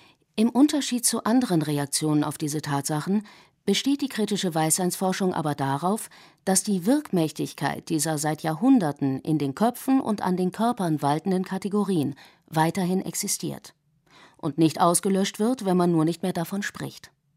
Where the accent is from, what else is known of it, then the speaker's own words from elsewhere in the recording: Germany; German is a second language; also born or lived in United States; Ich bin eine Amerikanerin, die in Deutschland aufgewachsen ist und den Großteil ihres Lebens hier verbracht hat. Obwohl ich in den USA geboren bin und nur die amerikanische Staatsbürgerschaft besitze, obwohl meine Muttersprache nicht Deutsch ist